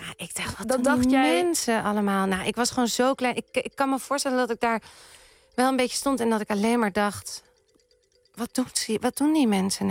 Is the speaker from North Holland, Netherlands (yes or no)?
yes; Amsterdam, North Holland, Netherlands; daar ben ik opgegroeid. Ja, vanaf mijn zesde woonde ik er ongeveer. En de eerste jaren van mijn leven ben ik opgegroeid in de Pijp.